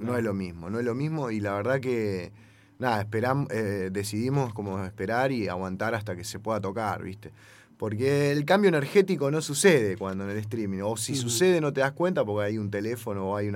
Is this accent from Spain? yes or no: no; La Plata, Buenos Aires Province, Argentina; Acá, yo que soy de Gambier, lo estábamos hablando recién